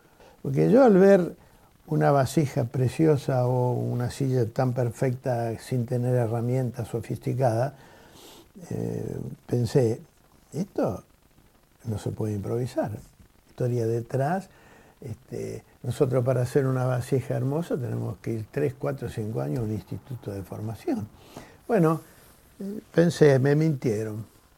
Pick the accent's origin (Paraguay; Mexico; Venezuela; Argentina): Argentina; la historia nuestra de los argentinos, de los que nacimos aquí